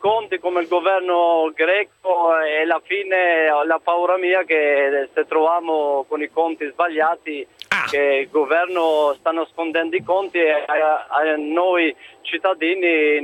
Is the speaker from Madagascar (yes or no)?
no; North Macedonia; now in Italy; No, io sono della Macedonia, sono cittadino.